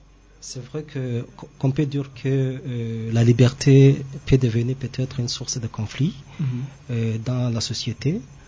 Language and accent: French; Burundi; même ici chez nous au Burundi, dans notre culture.